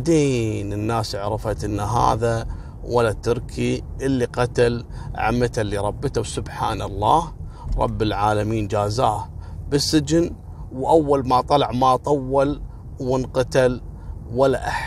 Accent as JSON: {"language": "Arabic", "country": "Kuwait", "said": "وهذا النظام اعتقد موجود في كل مكان يعني حتى عندنا في الكويت"}